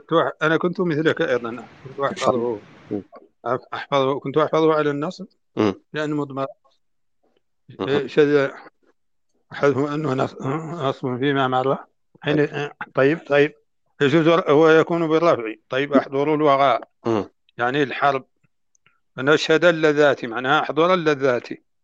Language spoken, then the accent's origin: Arabic; Mauritania; نحن عندنا في موريتانيا الخيام لا تكون أبدا من الجلود